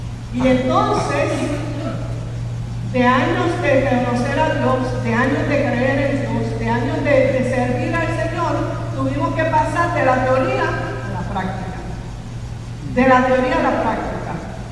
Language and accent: Spanish; Mayagüez, Puerto Rico; Yo sí, nosotros somos de Mayagüez.